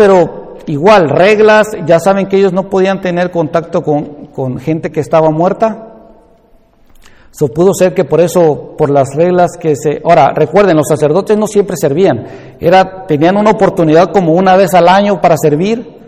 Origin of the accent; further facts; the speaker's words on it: Veracruz, Mexico; yo ahí soy de Veracruz, y en la ciudad chica en la que estaba yo ahí viviendo, nosotros éramos del barrio de Las Flores